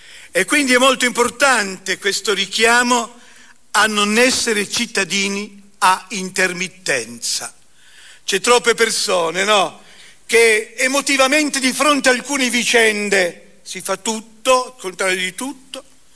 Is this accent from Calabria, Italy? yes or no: no; Pieve di Cadore, Veneto, Italy; moved away; also born or lived in Naples / Turin; io sono un veneto, nato sulle montagne a Pieve di Cadore, immigrato poi con la mia famiglia prima Napoli, poi Torino.